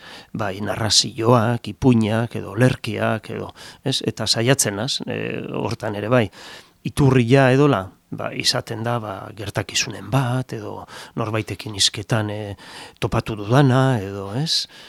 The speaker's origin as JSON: {"language": "Basque", "town": "Lezo", "region": "Basque Country", "country": "Spain", "tie": "born or raised there", "said": "nire herrian Lezon eta hola"}